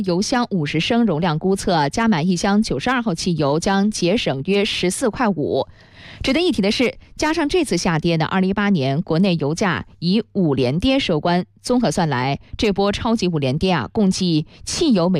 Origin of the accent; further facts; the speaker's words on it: southern China, China; now in Beijing, China; 那我是南方人，南方人我印象当中最冻的时候可能具体表现在就是会生冻疮吧。小的时候反正我就到冬天离不开那个电火炉